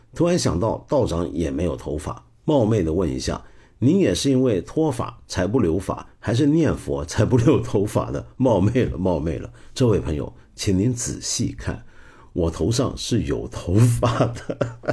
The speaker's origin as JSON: {"language": "Chinese", "country": "Taiwan", "tie": "born or raised there", "said": "我是打小时候在台湾，当年念初中的时候，那个时候台湾的这个戒严制度底下的教育啊"}